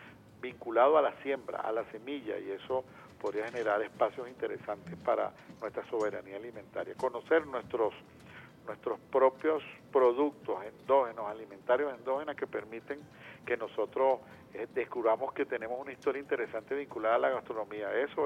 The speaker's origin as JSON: {"language": "Spanish", "country": "Venezuela", "said": "para nosotros entendernos como venezolanos y venezolanas."}